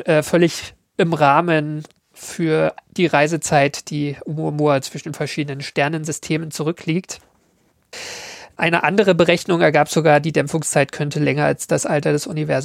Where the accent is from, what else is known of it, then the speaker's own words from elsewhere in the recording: Berlin, Germany; Nein, ich komme aus Berlin, ich sage dazu, Eierkuchen.